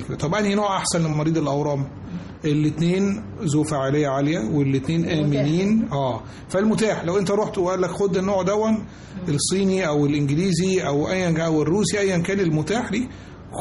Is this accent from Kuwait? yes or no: no; Egypt; مش إحنا كمصريين بس، لا إحنا في العالم كله